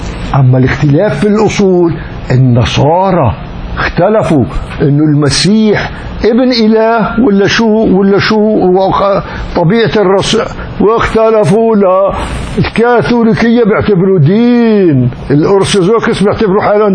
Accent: Damascus, Damascus Governorate, Syria; من بلدي دمشق وساكن جار شقيقي في بنائي بدمشق

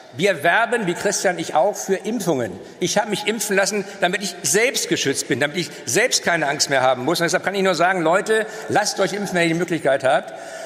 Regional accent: Northern Germany, Germany; ich komme ja aus dem Norden, habe deshalb auch einen intensiveren Kontakt nach Dänemark

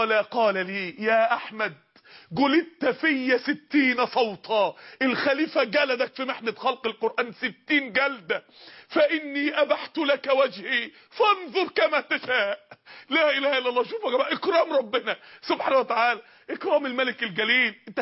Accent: Mansoura, Dakahlia, Egypt; احدى النساء الفاضلات عندنا في المنصورة

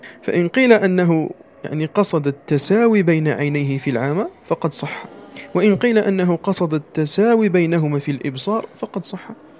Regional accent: Algeria; accent: Algerian; وما أكثر هذا في لهجتنا الجزائرية

